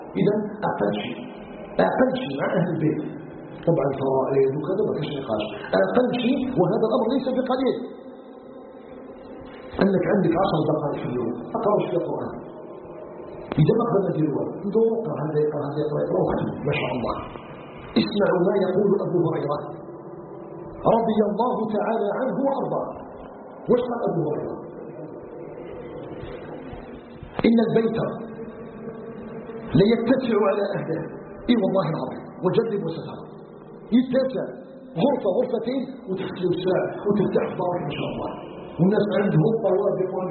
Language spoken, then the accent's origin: Arabic; Algeria; أن يجعل بلدنا الجزائر بلدا آمنا مطمئنا